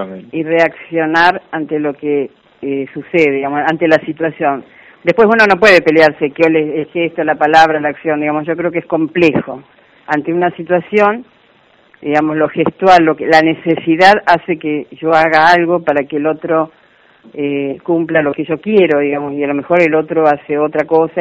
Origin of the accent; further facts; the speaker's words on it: Córdoba, Argentina; uno como argentina y yo cordobesa, que yo estoy acostumbrada a dar un beso, allá no, el sistema es distinto.